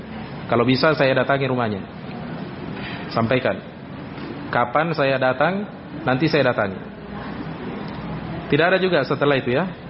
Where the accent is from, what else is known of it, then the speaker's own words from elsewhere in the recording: Polewali Mandar, West Sulawesi, Indonesia; ini saya pernah alami kasus ini di daerah saya di Polman.